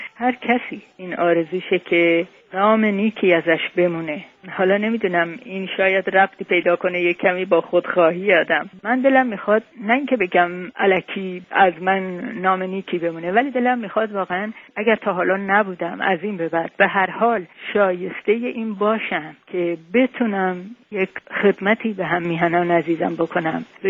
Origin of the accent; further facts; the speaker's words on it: Tehran, Tehran Province, Iran; born there; moved away as an adult; من در تهران متولد شدم.